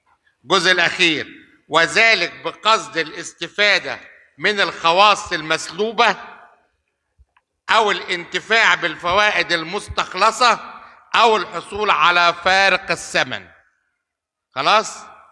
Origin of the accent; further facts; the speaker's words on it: Shubra, Cairo Governorate, Egypt; وأنا أصلا ابن شبرا وابن الساحل